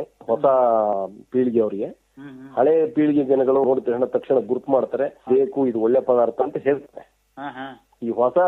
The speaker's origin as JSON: {"language": "Kannada", "town": "Palya", "region": "Karnataka", "country": "India", "tie": "born or raised there", "said": "ನನ್ನ ಸ್ವಂತ ಊರು ಬಂದು ಹಾಸನ ಜಿಲ್ಲೆ, ಆಲೂರು ತಾಲೂಕು ಪಾಳ್ಯ ಅಂತ ಹೇಳಿ ನನ್ನೂರು ಅಂತ. ಅಲ್ಲಿಂದ ನಾನು ಮದುವೆನ ಕುಶಾಲನಗರದಲ್ಲಿ ಮಾಡ್ಕೊಂಡೆ."}